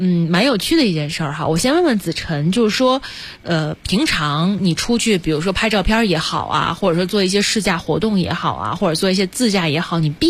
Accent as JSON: {"language": "Chinese", "town": "Shenzhen", "region": "Guangdong", "country": "China", "tie": "born or raised there", "said": "因为当时我们是在海边嘛，我不是在这个深圳长大嘛，"}